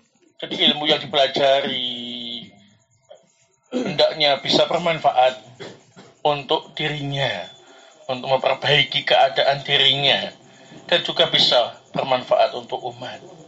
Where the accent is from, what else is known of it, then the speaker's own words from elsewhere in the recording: Sidayu, East Java, Indonesia; mungkin karena saya orang Jawa Timur, ya, Gresik lagi, Sidayu lagi, ya.